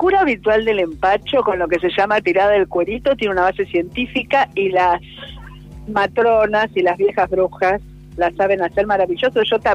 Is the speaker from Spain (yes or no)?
yes; Basque Country, Spain; Yo creo en esas cosas, soy vasca. No, en serio, soy vasca.